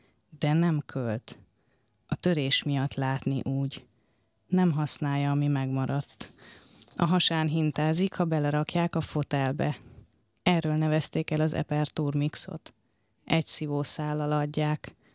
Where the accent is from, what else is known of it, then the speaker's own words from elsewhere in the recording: Sárvár, Vas, Hungary; én ugye Sárváról jövök, hát … városából